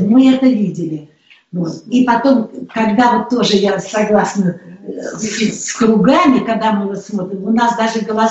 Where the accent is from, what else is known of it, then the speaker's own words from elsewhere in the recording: Saint Petersburg, Russia; Потому что сама я родилась в Ленинграде. Это город все знают, что он прекрасный. Да, я там родилась и выросла